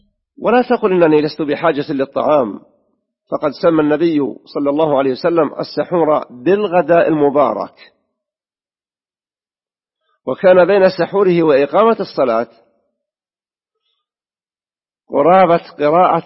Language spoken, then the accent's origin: Arabic; Saudi Arabia; وفي بلادنا المملكة العربية السعودية ذات التهجد وحاضنة الحرمين